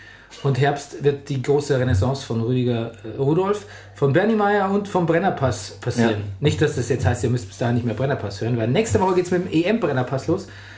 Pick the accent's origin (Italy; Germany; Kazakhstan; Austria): Germany; Bavaria; weil ich würde eigentlich als Bayer sagen, der Robert.